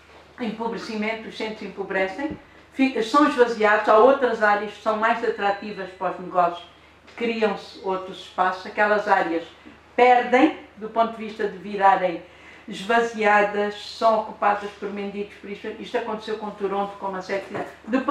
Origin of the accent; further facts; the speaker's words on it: Luanda, Angola; born there; a cidade onde eu nasci há 61 anos, não tem nada a ver com o que está aqui